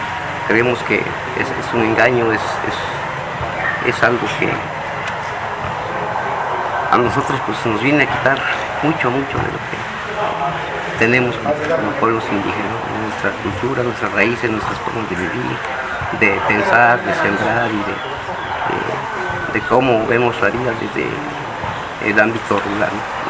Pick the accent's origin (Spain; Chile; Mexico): Mexico; Mixingo; vengo de la comunidad de Mixingo.